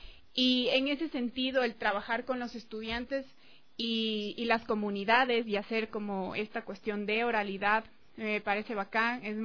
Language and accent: Spanish; Lago Agrio, Sucumbíos, Ecuador; yo crecí en el oriente, o sea, yo crecí en la Amazonía, crecí en la Aguagrio